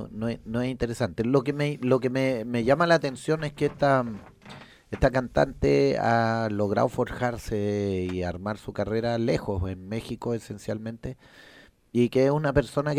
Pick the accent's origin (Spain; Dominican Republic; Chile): Chile; es un poco loco como somos los chilenos